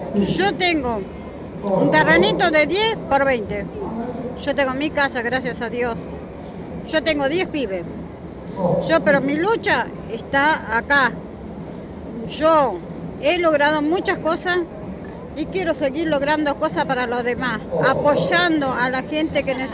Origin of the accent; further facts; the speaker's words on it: La Matanza, Buenos Aires Province, Argentina; yo soy de Matanza, en un barrio humilde, donde la mayoría no tienen su casa, su vivienda digna como tenemos que tener.